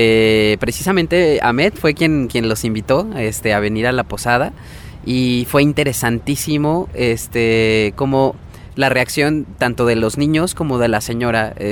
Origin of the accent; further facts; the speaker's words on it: Mexico; Sí, yo soy mexicano